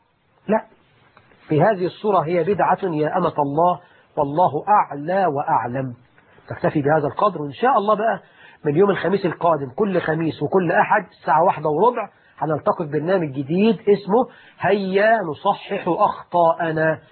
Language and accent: Arabic; Egypt; اللهم اجعل بلدنا مصر آمنة مطمئنة